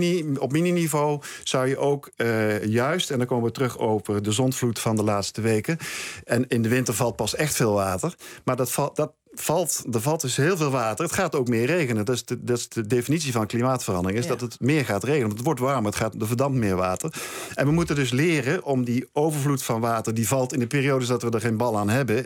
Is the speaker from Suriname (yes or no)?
no; southern France, France; als je het vergelijkt met Zuid-Frankrijk, waardoor ik voorlangs ik binnen van waar ik vandaan kom, is het in Nederland een stuk groener